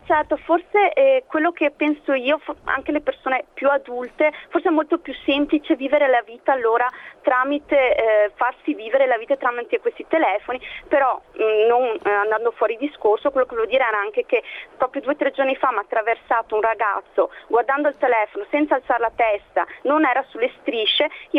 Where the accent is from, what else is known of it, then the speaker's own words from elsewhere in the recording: Vicenza, Veneto, Italy; ho 33 anni e sono di Vicenza.